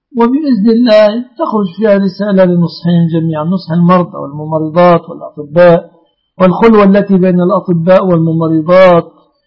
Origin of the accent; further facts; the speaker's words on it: Mansoura, Dakahlia, Egypt; والله أنا من المنصورة يا أخي